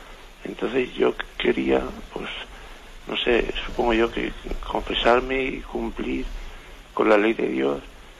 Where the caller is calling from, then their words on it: Alicante, Valencian Community, Spain; de Alicante.